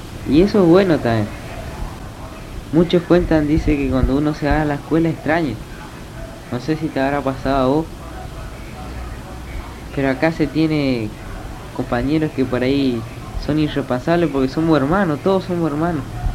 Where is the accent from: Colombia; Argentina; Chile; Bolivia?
Argentina; Castelli, Chaco; Y además estaba vos y estaba parte de mí en el Chaco. Estaba mi pueblo ahí, Castelli.